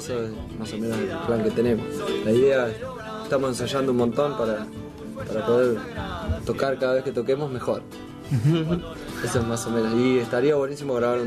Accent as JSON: {"language": "Spanish", "town": "Necochea", "region": "Buenos Aires Province", "country": "Argentina", "said": "La banda surge en Necochea, nosotros somos de Necochea, ¿no? Los hermanos."}